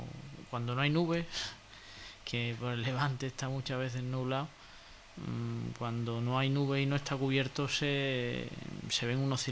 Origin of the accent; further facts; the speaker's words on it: San Roque, Andalusia, Spain; also born or lived in Ceuta; Vamos, yo soy de San Roque, pero he vivido...